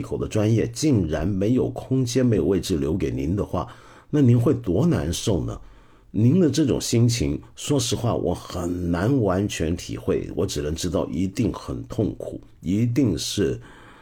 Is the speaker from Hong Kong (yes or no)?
no; Taiwan; 我是打小时候在台湾，当年念初中的时候，那个时候台湾的这个戒严制度底下的教育啊